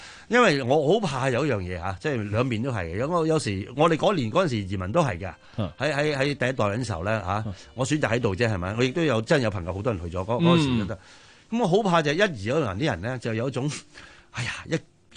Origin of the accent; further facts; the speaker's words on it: China; 我會講我係中國人咯